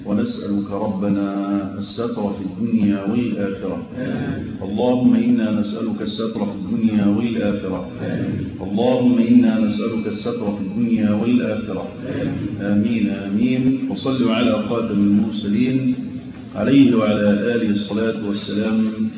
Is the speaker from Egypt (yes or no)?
yes; Egypt; وأتكلم عن بلدنا مصر